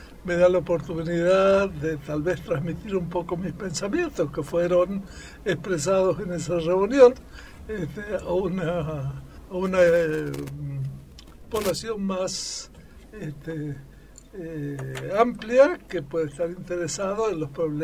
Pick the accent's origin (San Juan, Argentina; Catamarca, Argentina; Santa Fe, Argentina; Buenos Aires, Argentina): Catamarca, Argentina; also born or lived in Córdoba; Yo soy catamarqueño, nacido aquí, hice mi infancia y mi secundario en Catamarca y fui a la universidad en Córdoba y después seguí estudiando en distintas partes.